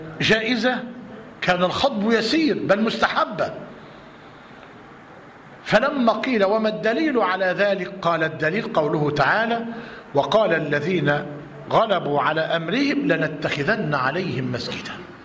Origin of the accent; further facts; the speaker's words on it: Egypt; عندنا في مصر لما قعدنا نسأل ونتطقص